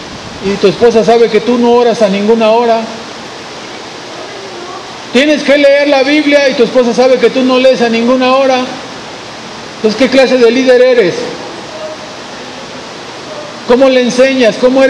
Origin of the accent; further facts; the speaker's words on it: Monterrey, Nuevo León, Mexico; Va a doler, especialmente porque somos de Monterrey.